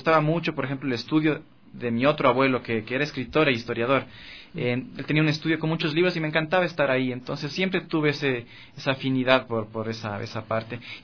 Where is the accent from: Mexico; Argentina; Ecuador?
Ecuador; Quito, Pichincha; also born or lived in United States; nací en Quito. Después, con toda mi familia emigramos a Estados Unidos, vivimos ahí 3 años. Mi primera etapa de escolarización fue allá, en Estados Unidos. Yo sabía español, pero aprendí a escribir y a leer primero en inglés.